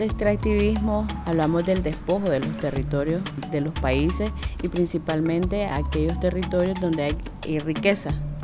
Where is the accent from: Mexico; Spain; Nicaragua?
Nicaragua; Río San Juan; soy de Río San Juan